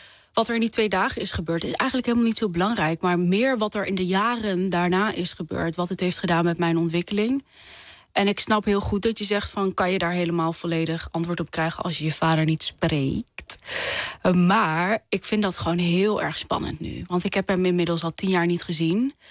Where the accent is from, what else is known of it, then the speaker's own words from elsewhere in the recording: Netherlands; ik ben half Nederlands, half Koerdisch, maar ik ben opgegroeid als een Nederlander, hoor. Ik ben echt helemaal verkaasd